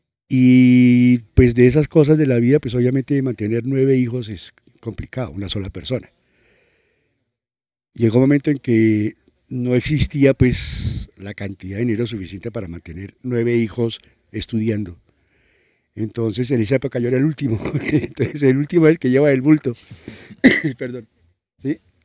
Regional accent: Cali, Valle del Cauca, Colombia; born there; also born or lived in Bogotá; De los 10 hermanos, 9 nacimos en Cali. ¿Sí? Y de ahí nos trasladamos a Bogotá y de ahí nacieron el resto, ¿sí?

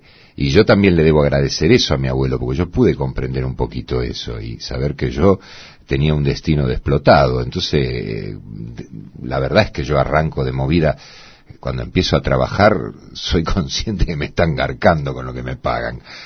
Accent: Buenos Aires, Argentina; born there; Yo nací en Saavedra, cerca de donde vivo ahora, sí. Machaín y Manzanares. Ahí vivían mis padres en una casa de departamentos alquilada.

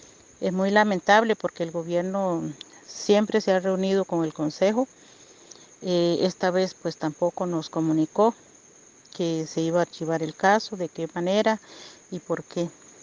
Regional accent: Río Azul, Puntarenas, Costa Rica; soy de la comunidad de Río Azul, del territorio indígena de Salitre.

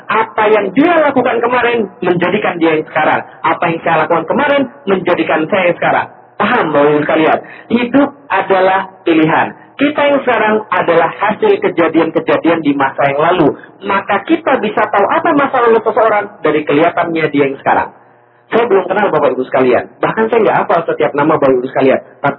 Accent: Palembang, South Sumatra, Indonesia; also born or lived in Jakarta; dari Jakarta saya pergi ke Palembang, kota asal saya, hometown saya.

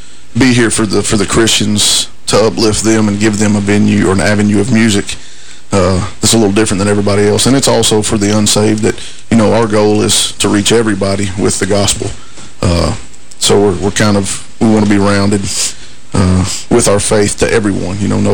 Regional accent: New Johnsonville, Tennessee, United States; now in Clarksville, United States; I'm the lead singer. I'm from New Johnsonville, Tennessee, and I've lived here in Clarksville for about 20 years now, so.

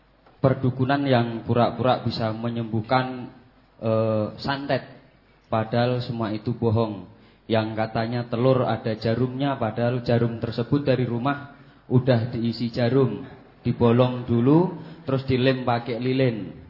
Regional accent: Sragen, Central Java, Indonesia; Aslinya Sragen Ustaz. Miri. Lor Gunung Kemukus Ustaz.

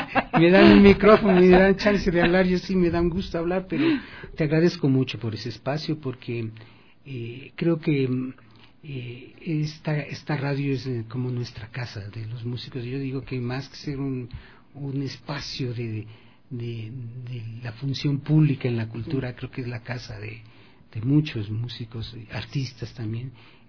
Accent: Cotacachi, Imbabura, Ecuador; El municipio de Cotacachi, de donde yo soy originario

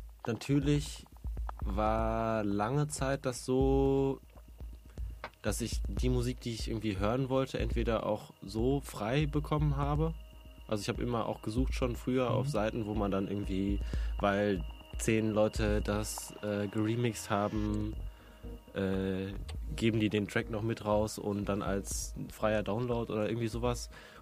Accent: Dortmund, North Rhine-Westphalia, Germany; war ich 1,5 Jahre in Dortmund, wo ich herkomme, in Resident DJ.

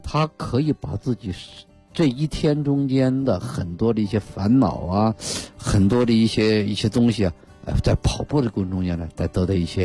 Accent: China

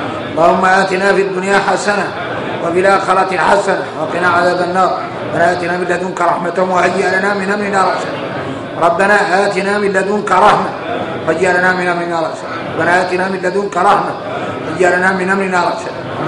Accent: Mauritania; يعيش في الدنيا يوكل ويشرب وفينا احنا موريتاني

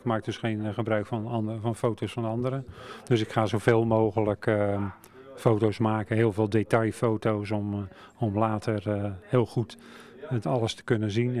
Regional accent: Rotterdam, South Holland, Netherlands; accent: Rotterdam; Ik kom oorspronkelijk uit Rotterdam, dat kan je waarschijnlijk wel horen ook.

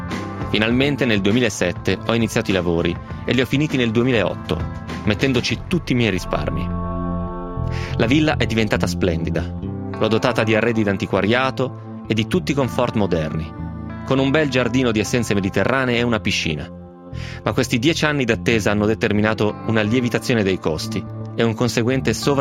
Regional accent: Tuscany, Italy; Ho 56 anni, sono toscano e ho sempre inseguito un sogno

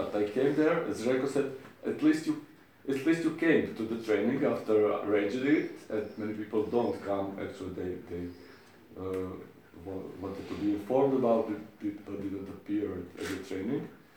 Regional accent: Zagreb, City of Zagreb, Croatia; from Zagreb

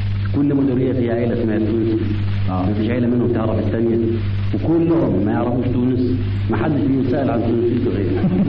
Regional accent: Alexandria, Alexandria Governorate, Egypt; والدي من اسكندرية وأنا من اسكندرية. فأنا مصري لحما ودما وتونسي بالاسم

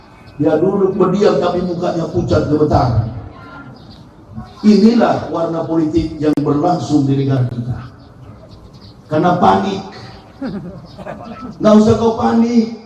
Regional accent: Manado, North Sulawesi, Indonesia; Rocky Gerung, satu kampung sama saya dari Manado itu.

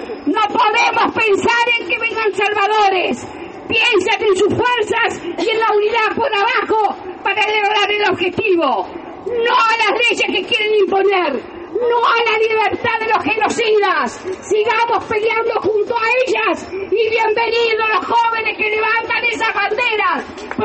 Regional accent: La Plata, Buenos Aires Province, Argentina; en mi ciudad natal, la ciudad de La Plata, fueron 100 compañeros asesinados.

